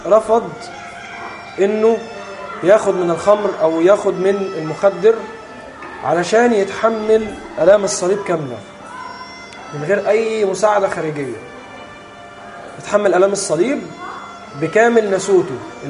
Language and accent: Arabic; Egypt; وليه رفات هنا عندنا في مصر